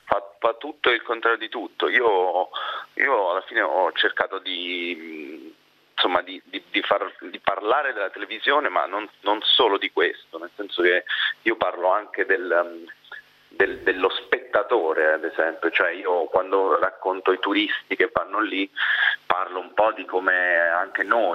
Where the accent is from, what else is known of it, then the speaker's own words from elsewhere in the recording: Chieti, Abruzzo, Italy; also born or lived in Vasto; non sono nato ad Acitrullo, però sono nato a Chieti, cioè a Vasto, è cresciuto a Chieti, in Abruzzo, dove è ambientato il film.